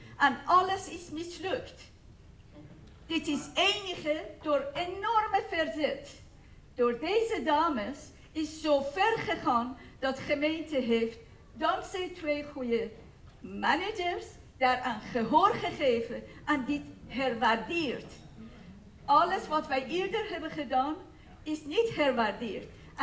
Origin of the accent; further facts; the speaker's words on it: Iran; Dutch is a second language; moved away; Ik ben van Iran gevlucht.